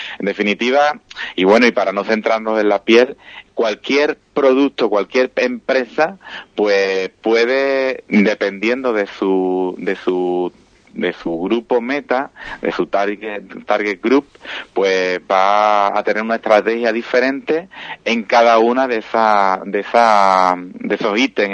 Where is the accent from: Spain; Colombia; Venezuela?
Spain; Villamartín, Andalusia; ahora termina también la feria de Villamartín, que yo soy de Villamartín